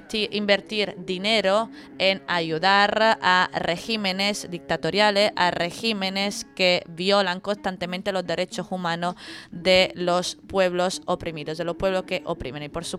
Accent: Italy; Spanish is a second language; como sabéis, yo soy italiana, así que soy la primera en gritar contra esto que os voy a contar

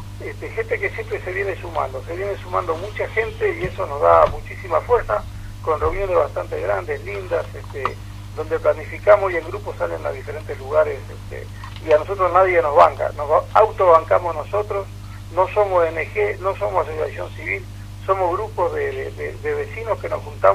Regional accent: Uruguay; Y nosotros no somos piqueteros de Gualeguaychú, esto hace un mes y medio. Nada por eso, no. Somos uruguayos que estamos muy con el tema del perjuicio que se está haciendo al país.

